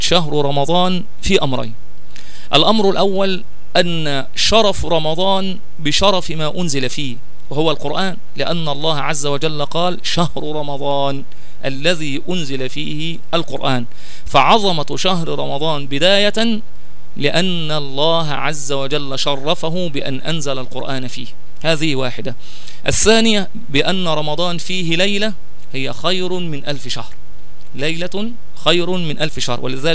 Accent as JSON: {"language": "Arabic", "country": "Egypt", "said": "الخلاصة هي أننا إذا ظهر الهلال في مصر ونحن من أهل مصر"}